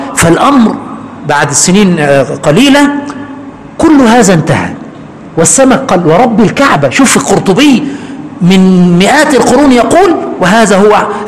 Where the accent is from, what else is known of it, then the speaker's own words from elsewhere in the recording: Aswan Governorate, Egypt; جلست في قريتي في أسوان فترة من الزمن يعني، ثم بعد ذلك من حوالي 8 سنين ذهبت إلى المكان.